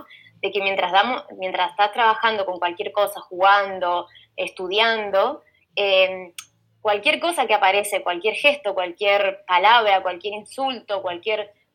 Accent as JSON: {"language": "Spanish", "country": "Argentina", "said": "yo soy del interior de la Argentina, ¿no?"}